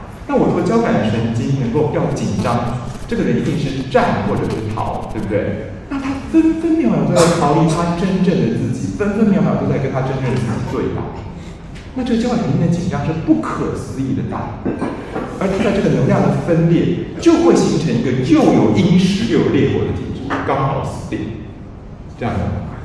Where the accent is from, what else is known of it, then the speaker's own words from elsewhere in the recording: Taiwan; 其实恶化的典型是我们台湾人说的忧郁症